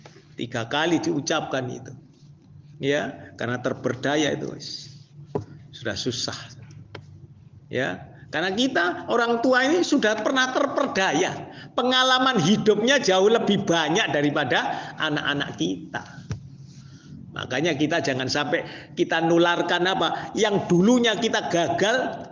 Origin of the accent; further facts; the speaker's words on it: Java, Indonesia; mohon maaf ya, saya karena saya orang Jawa, sering berkata